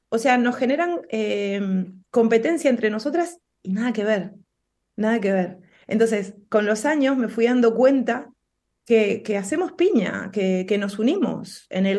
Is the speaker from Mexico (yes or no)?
no; Argentina; Como te das cuenta, soy argentina. Si bien vivo en una provincia en donde da el mar, pero me queda muy lejos